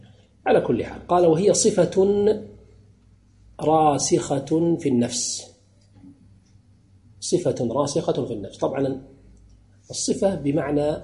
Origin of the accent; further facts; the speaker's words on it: Kuwait; مثلا ككويتيين ليس من المروءة أن تدخل العرس بثوب بدون لا تغطي رأسك